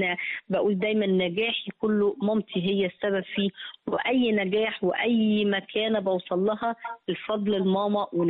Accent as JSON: {"language": "Arabic", "country": "Egypt", "said": "وطول ما انا ماشي سعيده بقى ان انا مصريه والناس كلها عارفه ان انا مصريه"}